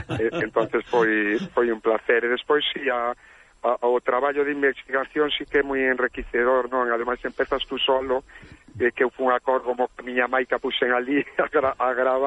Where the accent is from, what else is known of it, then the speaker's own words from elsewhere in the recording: Quiroga, Galicia, Spain; porque eu son de Quiroga